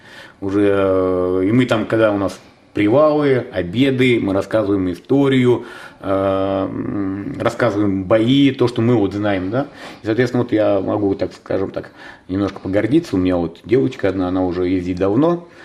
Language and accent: Russian; Ivanovo, Ivanovo Oblast, Russia; я из Иваново поступил в Санкт-Петербург, тогда еще Ленинград, военное училище, и уже взрослый, 21 год после института